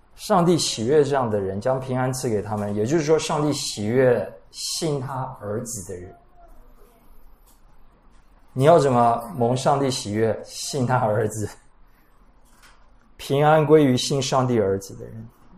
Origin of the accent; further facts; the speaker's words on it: Taiwan; 我们台湾人太注重礼尚往来